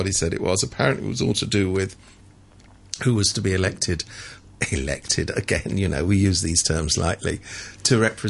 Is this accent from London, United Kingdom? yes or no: yes; London, United Kingdom; now in Hong Kong; I come from London. There's a lot of brown people.